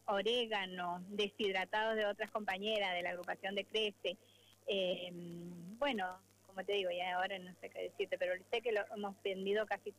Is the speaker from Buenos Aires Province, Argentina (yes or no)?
no; La Consulta, Mendoza, Argentina; Nosotros venimos desde San Carlos, del distrito de La Consulta. Somos unos productores y otros son de otros distritos, pero todos somos del departamento de San Carlos.